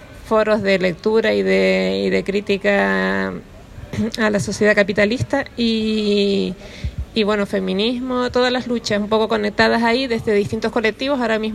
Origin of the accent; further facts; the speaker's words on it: Canary Islands, Spain; Yo vengo de Canarias también, de la isla de Gran Canaria.